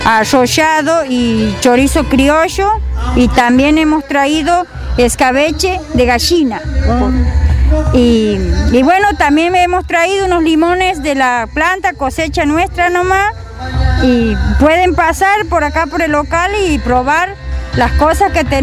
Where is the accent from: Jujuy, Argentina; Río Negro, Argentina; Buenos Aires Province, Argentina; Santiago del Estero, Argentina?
Santiago del Estero, Argentina; Pozo Hondo; Y bueno, yo soy de aquí de Pozo Hondo